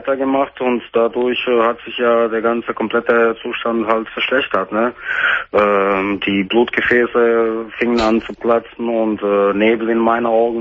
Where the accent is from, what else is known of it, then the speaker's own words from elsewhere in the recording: Dortmund, North Rhine-Westphalia, Germany; Ich komme aus Dortmund.